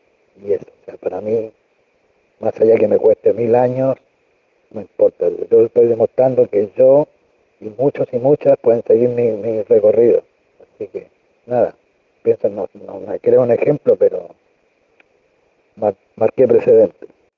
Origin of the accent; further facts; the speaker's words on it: Chile; now in Argentina; tengo 59 años, soy chileno y desde el año 87 que estoy en Argentina.